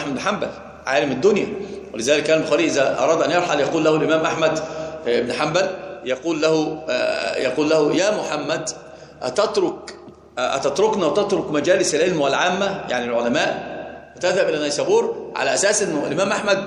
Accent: Upper Egypt, Egypt; عندنا في الصعيد بيقسم بالبخاري على أنه قرآن،

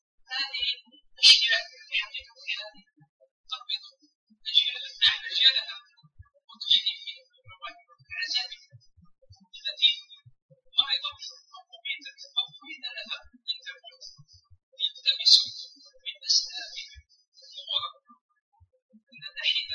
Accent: Algeria; فإن بلدنا الجزائر كان منزلا مرة وضيق في وجه الزمان

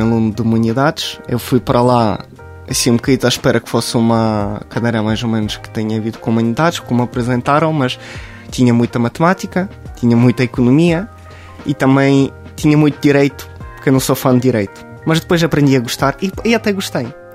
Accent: Ukraine; born there; Portuguese is a second language; o território onde eu nasci já está ocupado pela Rússia.

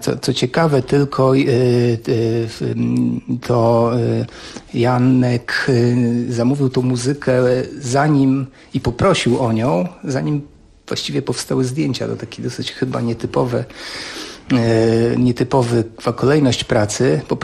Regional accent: Mrągowo, Warmian-Masurian Voivodeship, Poland; born there; Ja się urodziłem w podobnym miejscu jak Augustów w Mrągowie

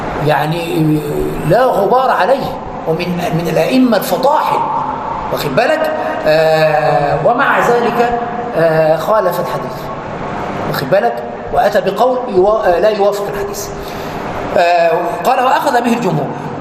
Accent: Egypt; عندنا في مصر يقولون

